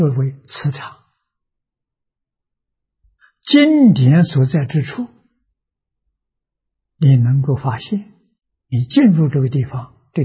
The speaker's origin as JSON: {"language": "Chinese", "country": "China", "said": "我们中国人讲啊，气氛、氛围"}